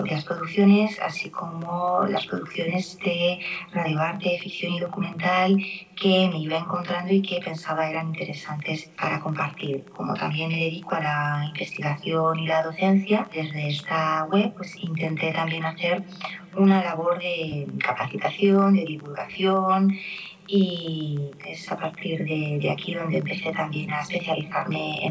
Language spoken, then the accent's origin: Spanish; Valencia, Valencian Community, Spain; Soy de Valencia, de España